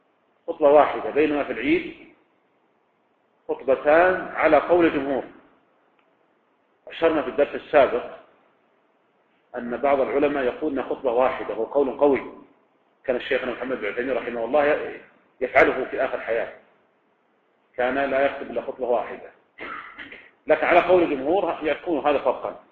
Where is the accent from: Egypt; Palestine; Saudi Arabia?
Saudi Arabia; Riyadh, Riyadh Province; يعني مثلا لو كان عندنا في الرياض مثلا